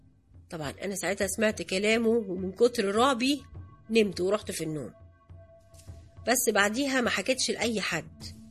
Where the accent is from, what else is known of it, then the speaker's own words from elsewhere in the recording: Alexandria, Alexandria Governorate, Egypt; now in Cairo, Egypt; انا اصلا من اسكندرية وجيت على القاهرة عشان اشتغل،